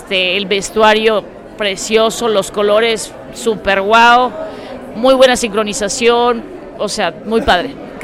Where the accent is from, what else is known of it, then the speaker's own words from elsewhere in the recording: Cuernavaca, Morelos, Mexico; Venimos de Cuernavaca.